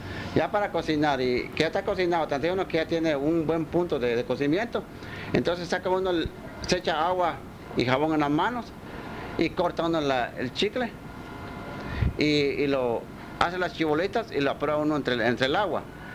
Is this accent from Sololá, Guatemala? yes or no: no; Melchor de Mencos, Petén, Guatemala; Yo crecí aquí en Melchor de Mencos